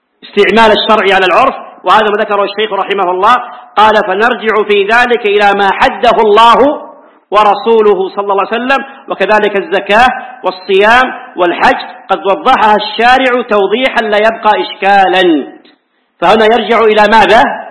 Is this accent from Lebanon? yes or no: no; Hijaz, Saudi Arabia; عندنا في الحجاز العيش هو الخبز